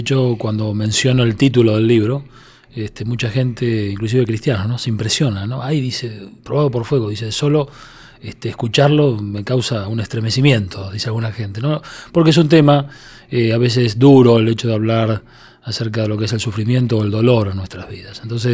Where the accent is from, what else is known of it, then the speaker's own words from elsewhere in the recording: Argentina; una noche de verano en mi país, Argentina, un calor muy fuerte